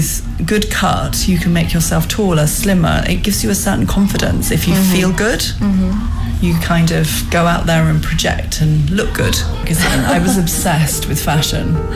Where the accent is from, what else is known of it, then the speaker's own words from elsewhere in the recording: London, United Kingdom; I'm a designer from London.